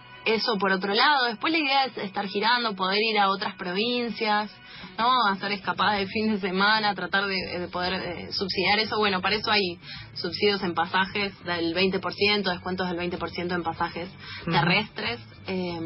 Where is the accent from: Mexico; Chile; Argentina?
Argentina; Buenos Aires; De San Cristóbal, viví, ajá, toda la vida en San Cristóbal, ahora estoy en Boedo Almagro